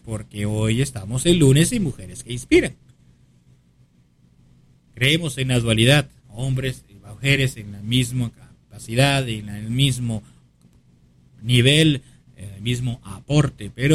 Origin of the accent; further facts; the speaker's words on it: Lima, Peru; born there; Alcaldesas en Lima, Perú, en el distrito de Pueblo Libre, por ejemplo, donde yo nací.